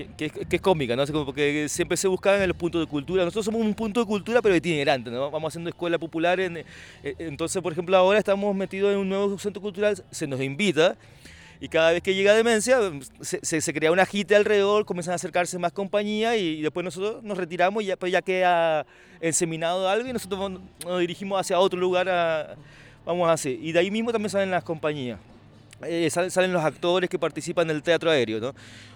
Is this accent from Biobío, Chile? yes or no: no; Santiago, Santiago Metropolitan Region, Chile; vengo de Santiago de Chile